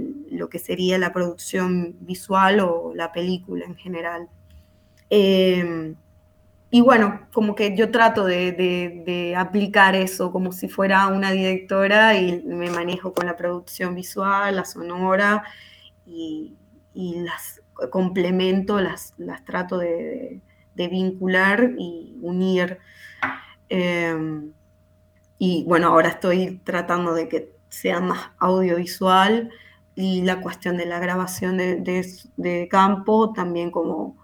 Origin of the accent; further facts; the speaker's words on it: Venezuela; moved away as an adult; yo me fui de Venezuela en el 2017, como que pensando en ampliar mi proyecto y mis... conocimientos en otros lugares